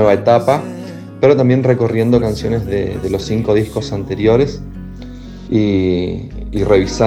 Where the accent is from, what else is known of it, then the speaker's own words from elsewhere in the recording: Chaco, Argentina; siempre me remiten un poco a Chaco, que es de donde soy